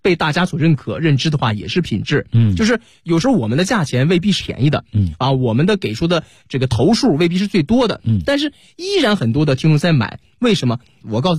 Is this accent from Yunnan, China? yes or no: no; Dalian, Liaoning, China; 大家好、我是来自辽宁大连的